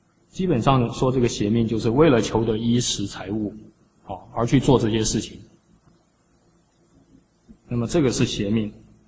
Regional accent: China; 那为什么我们中国人供养祖先

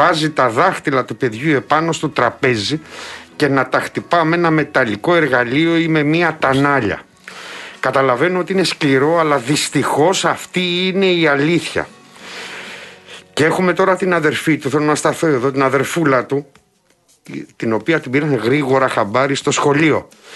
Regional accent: Patras, Western Greece, Greece; εκεί στην πατρίδα μου, στην Πάτρα.

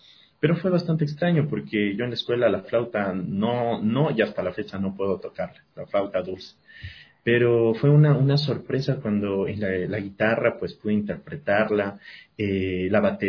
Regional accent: Quito, Pichincha, Ecuador; born there; yo nací en Quito, pero desde que era bien chiquito, vivo aquí.

